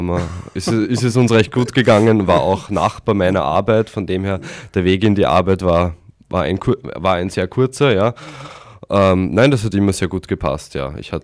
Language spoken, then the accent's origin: German; Austria; die Heimat ist dann doch in Österreich. Und in diesem Sinne freue ich mich, dass ich jetzt wieder zu Hause bin und in meiner Heimat, aber auch gleichzeitig bald wieder nach Kanada zurückkehren kann.